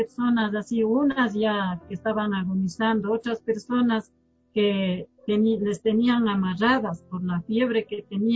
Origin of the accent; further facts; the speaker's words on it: Chuchilán, Cotopaxi, Ecuador; Toda la vida he vivido en Chuchilán y voy a seguir viviendo porque esa es mi tierra, es mucho mi tierra.